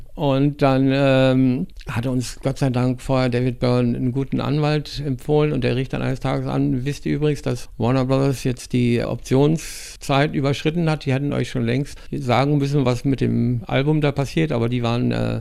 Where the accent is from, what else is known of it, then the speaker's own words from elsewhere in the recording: Rügen, Mecklenburg-Vorpommern, Germany; born there; Die Melodie kommt so aus meiner Gegend, von der Insel Rügen, wo ich geboren bin.